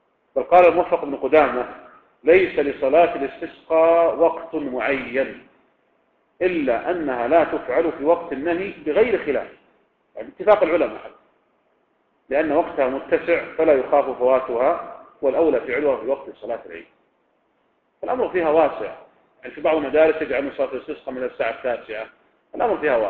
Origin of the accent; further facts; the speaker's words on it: Riyadh, Riyadh Province, Saudi Arabia; يعني مثلا لو كان عندنا في الرياض مثلا